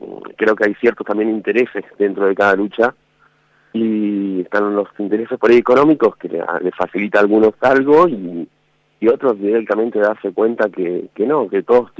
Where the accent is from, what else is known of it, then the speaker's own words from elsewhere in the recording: Santa Rosa, La Pampa, Argentina; now in Córdoba, Argentina; Sí, soy ahí de Santa Rosa.